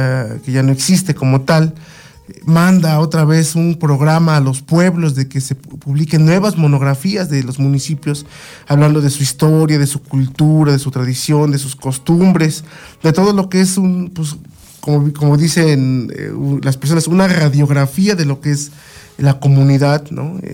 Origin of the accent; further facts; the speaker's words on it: San Mateo Tepopula, State of Mexico, Mexico; vivo en San Mateo Tepopula. Además son los Tepopulas, ¿no? Ajá. Entonces cuando la gente me pregunta, ¿de dónde eres? De los Tepopulas.